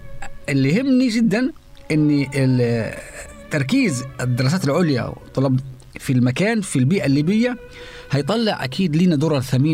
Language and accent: Arabic; Egypt; أنا كمثقف مصري مثلا يعني، ولكن انتمائي وجذوري وتواصلي مع أهلي قبيلة براحصة في جبل الخضر في ليبيا وأيضا في مصر